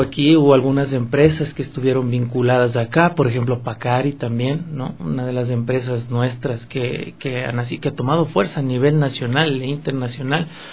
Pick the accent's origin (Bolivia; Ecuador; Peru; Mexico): Ecuador; como ecuatorianos somos muy, muy conservadores, muy tradicionalistas en nuestra gastronomía.